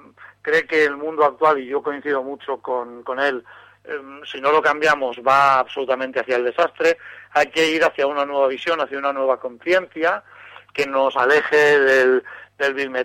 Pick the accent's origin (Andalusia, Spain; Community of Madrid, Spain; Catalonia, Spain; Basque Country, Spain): Catalonia, Spain; L'Hospitalet de Llobregat; Yo soy de Hospitalet de Llobregat, al lado del campo del Barça, de Nou Camp